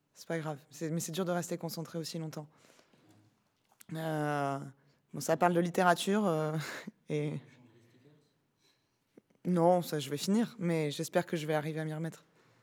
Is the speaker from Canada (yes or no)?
no; Indonesia; d'Indonésie.